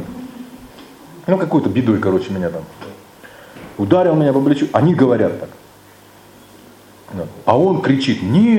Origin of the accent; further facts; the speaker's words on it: Russia; Я обычный человек. Я обычный россиянин.